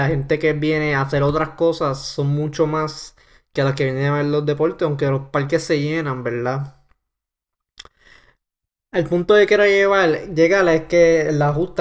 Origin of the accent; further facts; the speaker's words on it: Ponce, Puerto Rico; Entonces hace todos los años en la ciudad de Ponce, mi ciudad natal de Ponce, ¿verdad?